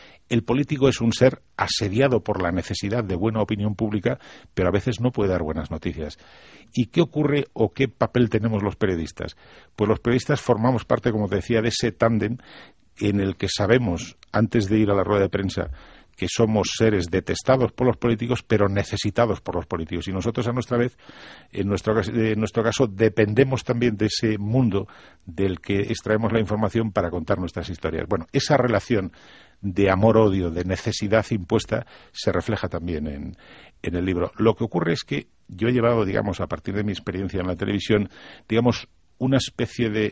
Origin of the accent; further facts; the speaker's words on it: Cantabria, Spain; como si en España, Asturias y mi tierra, Cantabria, las Asturias de Santillana